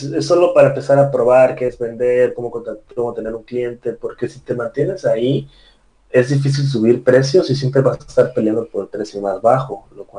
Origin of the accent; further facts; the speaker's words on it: Tabasco, Mexico; born there; also born or lived in Puebla; nací en Tabasco y luego yo estudié en la ciudad de Puebla, que es increíble, y estaba viajando por varias partes, por Cancún, muchas partes de México